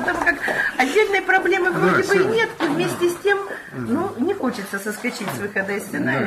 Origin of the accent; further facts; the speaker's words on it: Donetsk, Donetsk Oblast, Ukraine; мне 59 лет, я из Донецка, Украина, ну там, как и в Киеве, тоже говорят на русском языке.